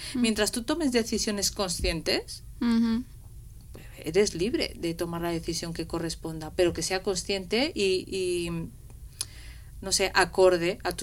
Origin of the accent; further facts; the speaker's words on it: Gandia, Valencian Community, Spain; now in Madrid, Spain; Yo soy de Gandía, entonces digo, si no, aquí en Madrid ser madre soltera es imposible. Sé que me tengo que volver a Valencia.